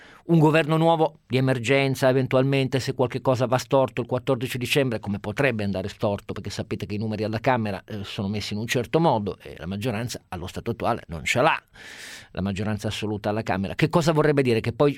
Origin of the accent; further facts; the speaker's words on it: Germany; Italian is a second language; vorrei anch'io da tedesco che fosse salvaguardato la virtù delle nostre scelte